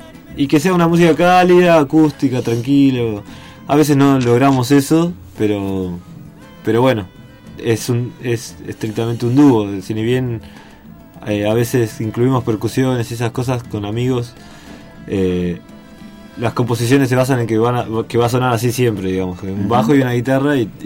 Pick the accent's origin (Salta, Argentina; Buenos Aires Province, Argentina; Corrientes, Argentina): Buenos Aires Province, Argentina; Pinamar; yo soy de Pinamar, entonces digamos que no volví acá